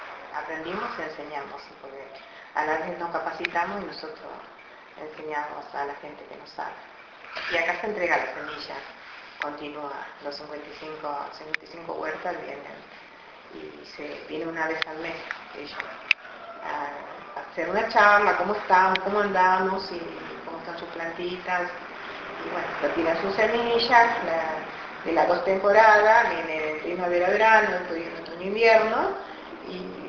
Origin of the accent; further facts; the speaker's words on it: Alvear, Corrientes, Argentina; yo vengo de Corrientes, yo vivía frente a Brasil, Alvear, un pueblito que está frontera con Itaquí, Brasil, pasando Uruguayana, pasando Rosales Vivi. Es un pueblo chiquito, nosotros no hablamos el guaraní, hablamos más el portugués que el guaraní. Yo nací y me crié ahí